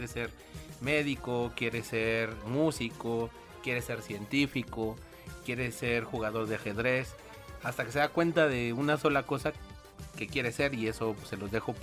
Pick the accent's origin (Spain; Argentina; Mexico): Mexico; esta fecha que creo que es muy importante para nosotros como mexicanos